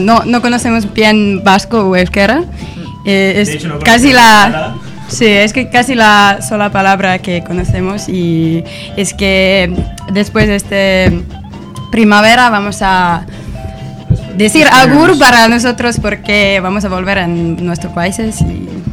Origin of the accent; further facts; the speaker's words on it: Finland; Spanish is a second language; Bueno, estamos de Finlandia, yo soy finlandesa.